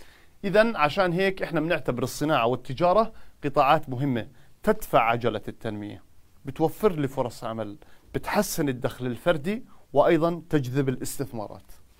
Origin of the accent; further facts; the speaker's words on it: Jordan; شو السدود الموجودة عندنا في الأردن؟